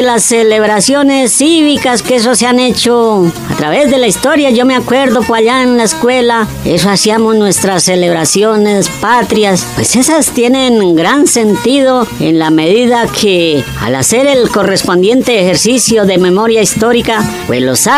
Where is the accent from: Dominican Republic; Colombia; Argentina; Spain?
Colombia; Cundinamarca; a mi terruño jomiqueño, a mi terruño cundinamarqués. Yo sí quiero mucho a mi departamento.